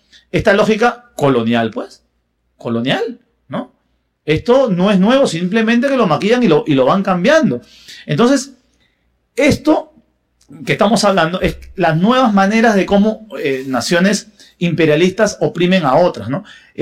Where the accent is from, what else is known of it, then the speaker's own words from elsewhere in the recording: Peru; Yo soy peruano